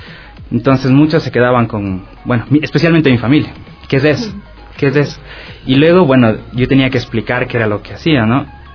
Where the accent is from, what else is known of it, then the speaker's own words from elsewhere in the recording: Ecuador; moved away; also born or lived in Spain; Bueno, yo salí de aquí de Ecuador hace 15 años, entonces yo estuve en España, lo típico